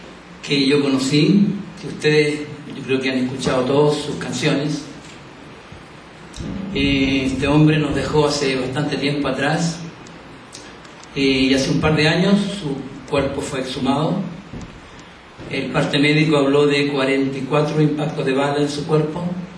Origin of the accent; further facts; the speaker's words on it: Chile; como nos hemos ido reencontrando en algunas cosas como chileno